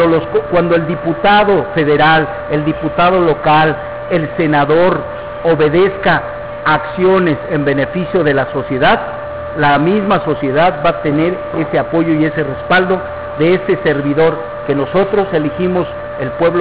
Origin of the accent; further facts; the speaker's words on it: Querétaro, Mexico; yo vengo de Querétaro.